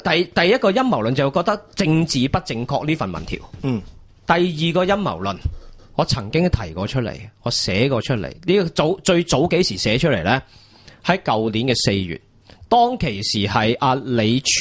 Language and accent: Cantonese; China; 我哋系中国人。